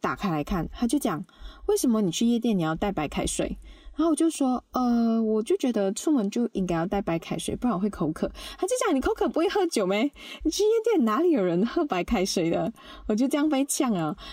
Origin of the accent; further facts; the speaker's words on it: Malaysia; now in Taiwan; 因为我们是外国人，所以如果我们买一些家私啊、家电啊，会没有办法带回马来西亚。